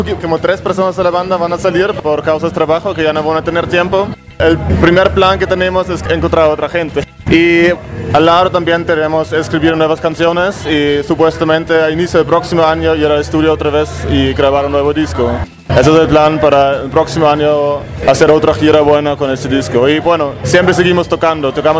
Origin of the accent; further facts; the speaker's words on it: Nuremberg, Bavaria, Germany; Creo que más aquí en la parte sur es donde estamos nosotros, somos de Nuremberg, se llama la ciudad.